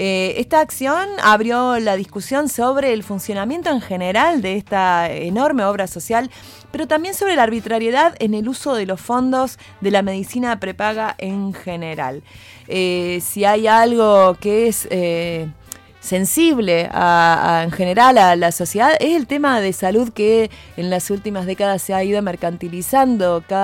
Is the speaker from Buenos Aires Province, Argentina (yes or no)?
no; Córdoba, Argentina; para quienes somos de acá de Córdoba es un nombre muy conocido